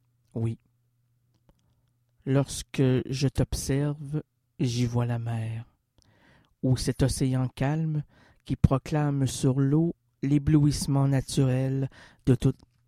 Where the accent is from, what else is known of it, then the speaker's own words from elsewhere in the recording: Quebec, Canada; Saviez-vous que moi, je suis un Québécois?